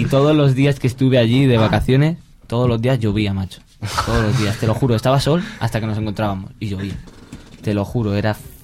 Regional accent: Carboneras, Andalusia, Spain; Yo es que vengo de un pueblo de Carboneras. Y allí... Es que allí hacer rap, allí vestir con unos pantalones anchos, te discriminaban.

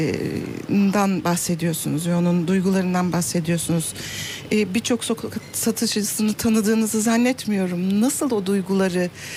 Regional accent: Istanbul, Turkey; German is a second language; Ich komme aus der oberen Schicht. Ich komme aus Nişantaşı, die eigentlich reiche Schicht.

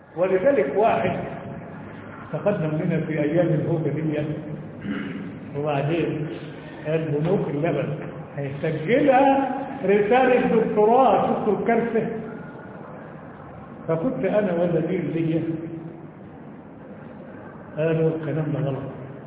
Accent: Egypt; النسوان عندنا في مصر ما فيهمش لبن

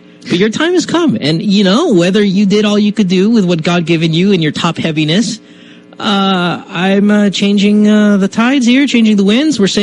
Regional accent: Manila, Metro Manila, Philippines; now in United States; I grew up in Manila. So this is what I'm going to do now. Now that I'm in the U.S.

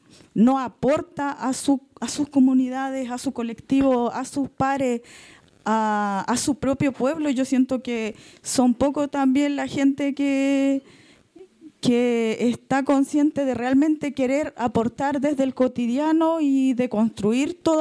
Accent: Chucauco, Araucanía, Chile; vengo de Chucauco, la comunidad Ignacio Moreno

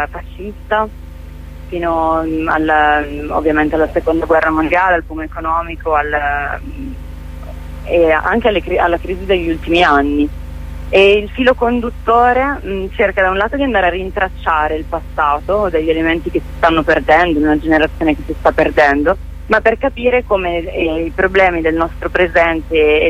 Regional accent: Bergamo, Lombardy, Italy; perché anche io sono di Bergamo e forse ero molto più esposta a questi racconti

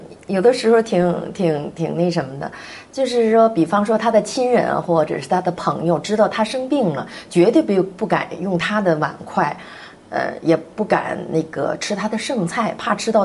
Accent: Northeast China, China; 然后我们东北人特别爱吃那个血肠

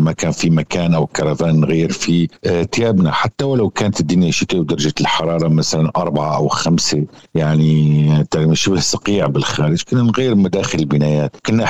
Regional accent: Syria; هذا واجبنا نحن كسوريين، أنه نحن ننقذ بلدنا

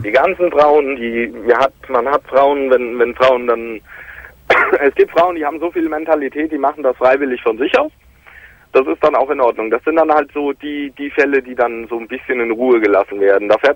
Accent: Hesse, Germany; ich komme so aus dem Großraum Frankfurt am Main.

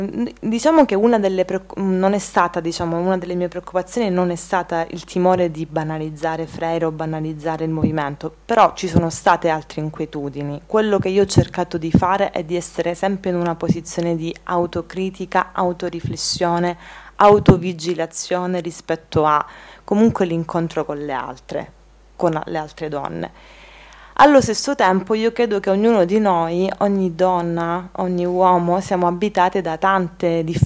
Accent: Calabria, Italy; in quanto io calabrese, io mi sento più situata in un contesto mediterraneo che mi connette al Mediterraneo, alla Magna Grecia, per dire, o al Nord Africa

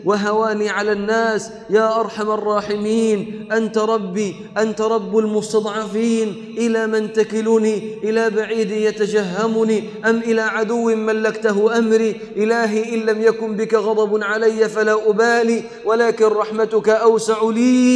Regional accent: Egypt; جالي واحد لبناني قال لي انت من وين انت؟ قلت له من مصر. قال لي من مصر ما شاء الله ام الدنيا، فرحان قوي ان انا من مصر.

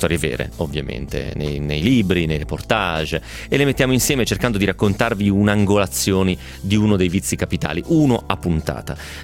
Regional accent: Carbonara di Bari, Apulia, Italy; nel mio paese, Carbonara di Bari.

